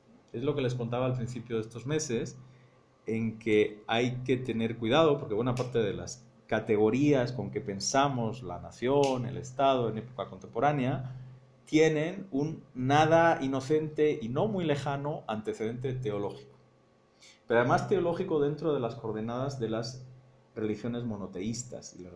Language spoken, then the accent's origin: Spanish; Segovia, Castile and León, Spain; La Catedral de Segovia, que es mi pueblo.